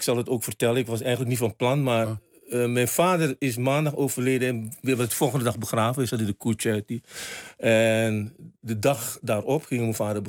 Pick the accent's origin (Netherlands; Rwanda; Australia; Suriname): Suriname; Moengo, Marowijne; Ik kom uit Mungo.